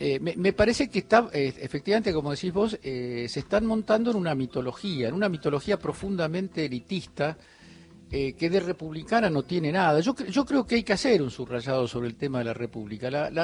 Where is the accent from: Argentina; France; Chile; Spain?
Argentina; estaba tramitando mi doble ciudadanía. Yo soy también italiano, aparte de argentino.